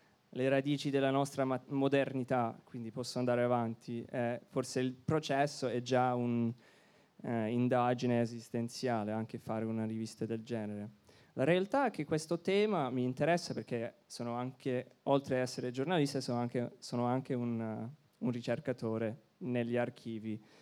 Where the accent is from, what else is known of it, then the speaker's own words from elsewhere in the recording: Canada; now in Berlin, Germany; io sono canadese, noi siamo a Berlino con questa rivista